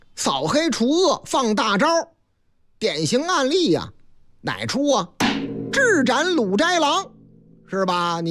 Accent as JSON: {"language": "Chinese", "town": "Shenyang", "region": "Liaoning", "country": "China", "tie": "born or raised there", "said": "又是俺们老家的事儿，历时九个多月的沈阳故宫大政殿彩画工程修复了受损部分"}